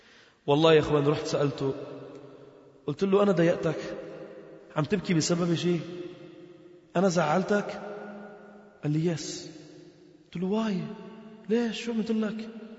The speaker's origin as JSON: {"language": "Arabic", "country": "Lebanon", "said": "فكنا مجموعة من الشباب نحن من لبنان"}